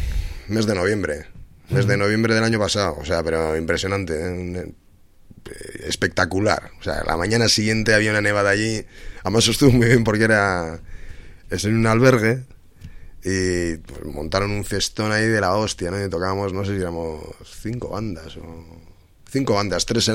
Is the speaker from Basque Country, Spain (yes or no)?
yes; Bilbao, Basque Country, Spain; Somos así, somos de Bilbao